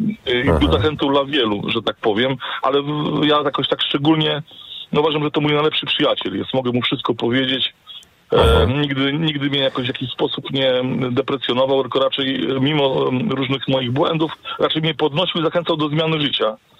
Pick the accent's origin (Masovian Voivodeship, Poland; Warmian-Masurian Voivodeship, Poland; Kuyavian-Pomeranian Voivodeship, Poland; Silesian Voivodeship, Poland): Warmian-Masurian Voivodeship, Poland; Olsztyn; Jestem z Olsztyna.